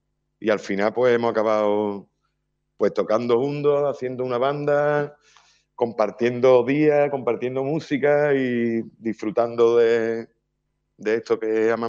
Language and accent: Spanish; Chiclana de la Frontera, Andalusia, Spain; yo sí que soy andaluz, sí que soy de aquí de Chiclana